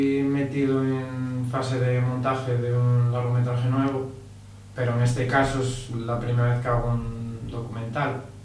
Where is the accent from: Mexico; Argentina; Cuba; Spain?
Spain; Pola de Siero, Asturias; grabada en muy pocos días en Pola de Sierra, que es de donde yo soy.